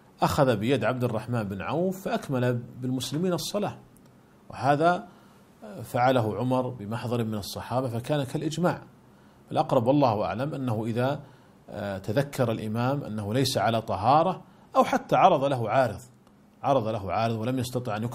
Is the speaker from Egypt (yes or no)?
no; Saudi Arabia; فالشركات المساهمة عندنا في المملكة العربية السعودية ملزمة بدفع الزكوات